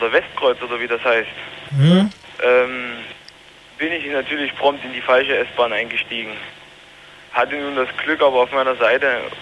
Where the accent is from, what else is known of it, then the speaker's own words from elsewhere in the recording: Saxony, Germany; born there; Ich als gebürtiger Sachse hatte nun keine Ahnung, was das mit dem Pendlerverkehr nun auf sich hat.